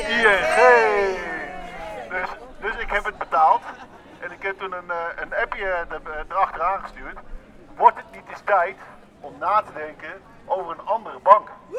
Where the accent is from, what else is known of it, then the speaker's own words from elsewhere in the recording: Utrecht, Netherlands; uit Utrecht en ik ging donderdag uit eten met een vriend van mij